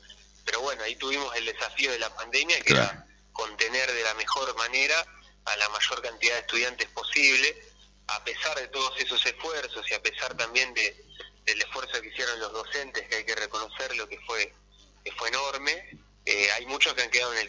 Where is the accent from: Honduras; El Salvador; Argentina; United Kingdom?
Argentina; Mar del Plata, Buenos Aires Province; yo soy de acá de Mar del Plata